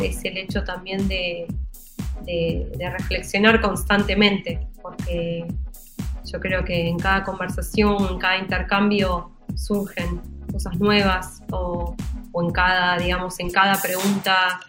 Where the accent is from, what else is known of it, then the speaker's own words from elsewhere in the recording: Berazategui, Buenos Aires Province, Argentina; Yo soy de Berazategui